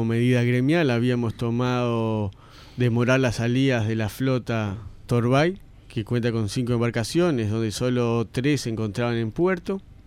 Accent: Montevideo, Uruguay; soy de La Teja también, claro, de Tres Ombúes, para ser más específico

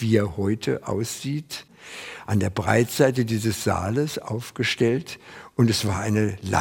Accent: Lankwitz, Berlin, Germany; born there; 1924 in Lankwitz geboren

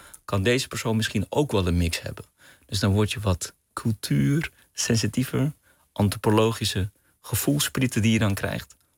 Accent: Amsterdam, North Holland, Netherlands; born there; Mijn moeder is Surinaamse Hindoestaans, mijn vader is Pakistaans. Ze hebben elkaar ontmoet in Amsterdam. En ik ben geboren in Amsterdam.

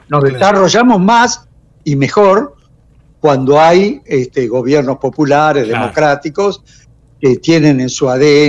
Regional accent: Buenos Aires Province, Argentina; also born or lived in La Plata; Y ahora ya en mi jubilación volví a mi pueblo y acá estoy en este municipio y en esta región, que es el sudeste de la provincia de Buenos Aires

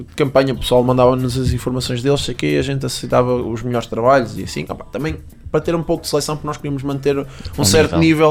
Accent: Portugal; nós não somos portugueses, we are portuguese.

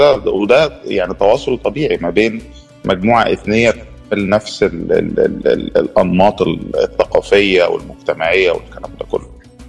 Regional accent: Aswan, Aswan Governorate, Egypt; born there; أنا اتولدت في مدينة أسوان جنوب الصعيد جنوب مصر، ويعني مدينة أسوان تعتبر الموطن بتاع النوبيين ما بعد التهجير.

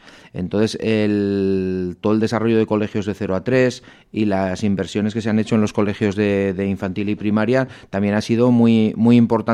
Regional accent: Marcilla, Navarre, Spain; es el instituto de mi pueblo, de Marcilla, que también es Ribera Alta.

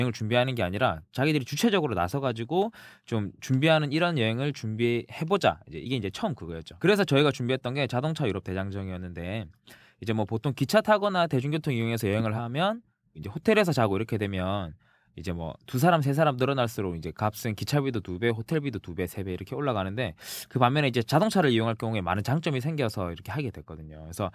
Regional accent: Jinju, South Gyeongsang, South Korea; 그 진주 출신의 진주남입니다.

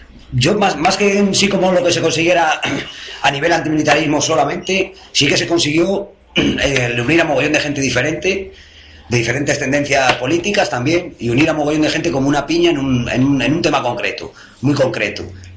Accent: Spain; yo soy español, y bandera de España por todos lados

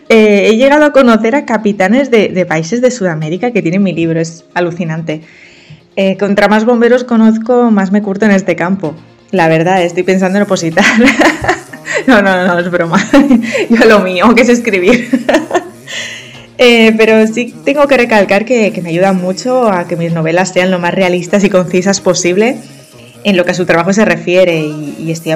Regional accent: Barcelona, Catalonia, Spain; yo soy de Barcelona y aunque me he movido bastante desde pequeña, actualmente resido aquí.

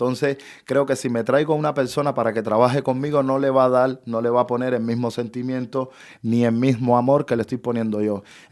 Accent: Cuba; moved away; Entonces, cuando salí de Cuba en el 2015, que llegué a Perú, mi primer trabajo fue de hostelería.

